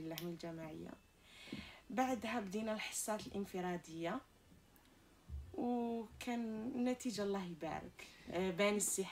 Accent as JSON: {"language": "Arabic", "country": "Algeria", "said": "وانا جايه من الجزائر"}